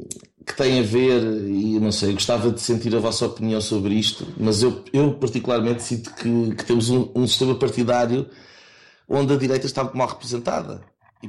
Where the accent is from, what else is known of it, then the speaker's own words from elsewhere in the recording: Lisbon, Portugal; also born or lived in Cascais; now in Leuven, Belgium; Já estou aqui há 3 anos, sou originário de Lisboa e Cascais, onde cresci